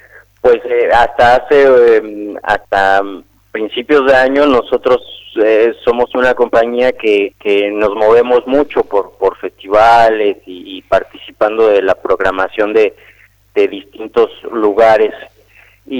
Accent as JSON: {"language": "Spanish", "region": "Mexico City", "country": "Mexico", "lives_now": "Argentina", "said": "yo soy de la Ciudad de México. Pero la compañía nació hace ya 13 años en la Ciudad de México, donde vivimos durante muchos años"}